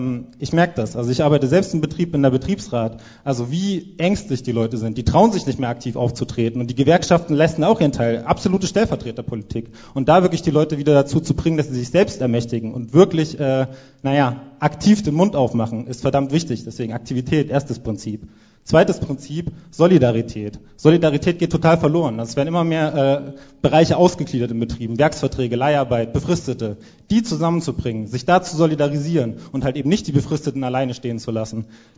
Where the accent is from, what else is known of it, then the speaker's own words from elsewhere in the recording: Thuringia, Germany; also born or lived in Leipzig; ich bin in Leipzig geboren worden, habe 10 Jahre in Thüringen gewohnt